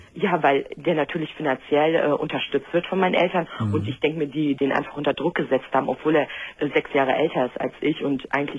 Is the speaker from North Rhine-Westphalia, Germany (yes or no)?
yes; Düsseldorf, North Rhine-Westphalia, Germany; also ich komme aus Düsseldorf